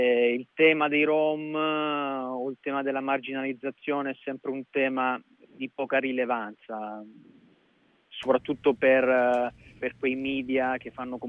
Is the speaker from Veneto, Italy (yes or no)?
no; Lecce, Apulia, Italy; sono originario di Lecce, anche se non vivo, ahimè, non vivo a Lecce, vivo vicino a Bologna.